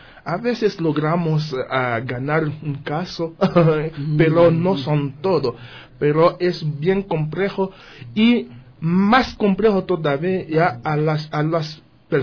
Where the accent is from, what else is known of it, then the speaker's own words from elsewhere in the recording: Haiti; now in Ecuador; después de 2010 había un terremoto fuerte en mi país y los haitianos empezaron a salir